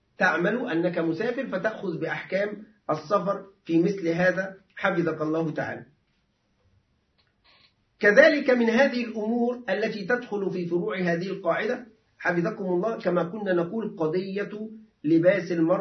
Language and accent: Arabic; Egypt; فمعلش عندنا نحن العرف المصري معلش يعني أنا آسف